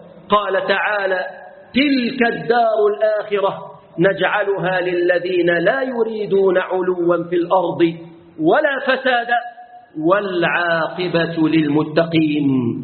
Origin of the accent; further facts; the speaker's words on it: Egypt; اللهم احفظ بلادنا مصر.